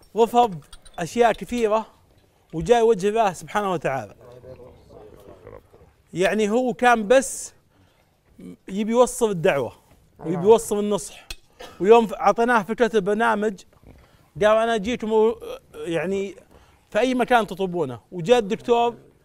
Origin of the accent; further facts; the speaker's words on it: Saudi Arabia; من السعوديه